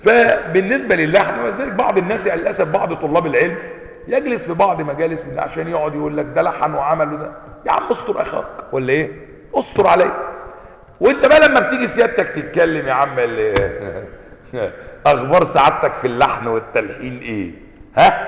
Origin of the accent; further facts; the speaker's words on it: Egypt; accent: Egyptian; طب عايزني اتكلم سعودي؟ من السعودي؟ اتكلم يمني مانيش يمني؟